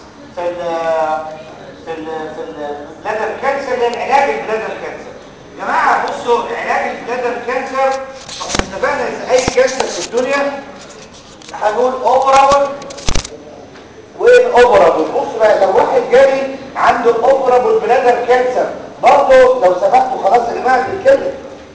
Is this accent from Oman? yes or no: no; Egypt; كل ده كلام ابليكابل عندنا في مصر